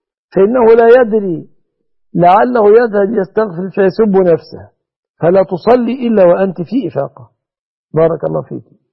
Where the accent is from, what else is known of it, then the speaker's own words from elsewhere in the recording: Egypt; وما فعله أرجاس أنجاس من رفع الأعلام التي تجوز فعل قوم لوط في بلادنا مصر أثمة ظلمة دخلاء على مصر